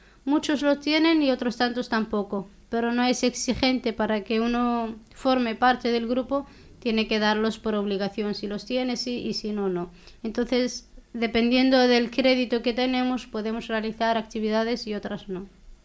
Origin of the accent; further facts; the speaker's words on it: Western Sahara; accent: Hassaniya; hablan muy poco el hasenía, que es nuestro dialecto.